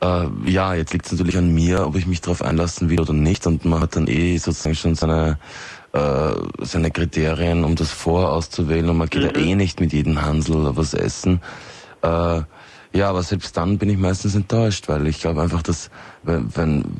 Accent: Austria; dass das hier bei uns in Österreich

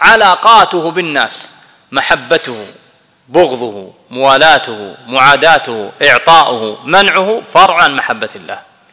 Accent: Kuwait; هذا لا أنا كويتي ابن البلد فأنا أحبه

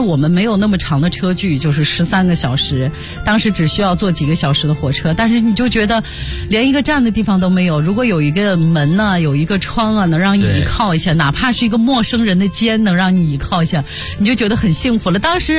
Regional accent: Shanxi, China; 你知道作为山西人那种本质上的节俭啊

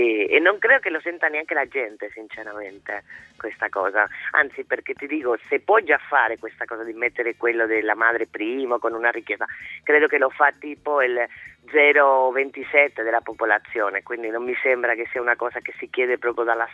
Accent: Spain; No, prima il padre, sono una spagnola ad hoc.

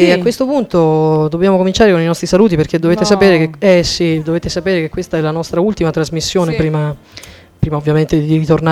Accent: Bolzano, Trentino-Alto Adige, Italy; venendo da Bolzano

